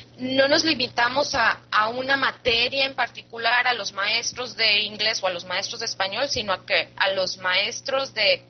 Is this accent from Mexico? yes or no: yes; Mexico; Como toda mexicana, quiero darles la bienvenida y como decimos en México, mi casa es su casa.